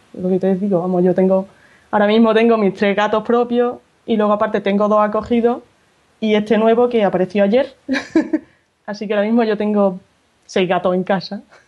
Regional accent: Córdoba, Andalusia, Spain; accent: Andalusian; yo fíjate, soy de Córdoba, sí.

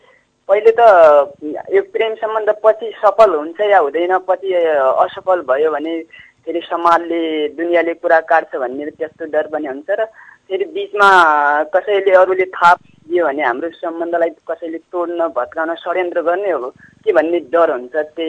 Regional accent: Baitadi, Sudurpashchim Province, Nepal; now in Mahendranagar, Nepal; म बैतडी मादेस्ताङदेखि … अहिले महेन्द्रनगरदेखि।

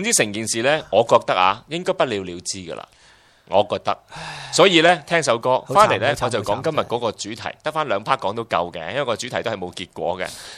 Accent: Zhangjiakou, Hebei, China; 嗰次我讲俾你听嘅嗰个城市叫张家口，

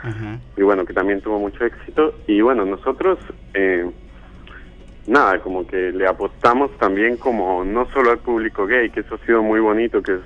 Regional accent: Colombia; now in Argentina; Yo soy colombiano.

